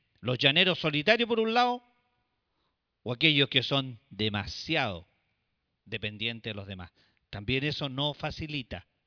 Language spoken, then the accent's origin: Spanish; Chile; nosotros también como chilenos estamos afectados por este tipo de tragedias